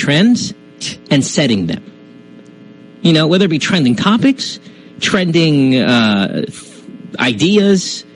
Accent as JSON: {"language": "English", "town": "Manila", "region": "Metro Manila", "country": "Philippines", "tie": "born or raised there", "moved": "yes", "lives_now": "United States", "said": "I grew up in Manila. So this is what I'm going to do now. Now that I'm in the U.S."}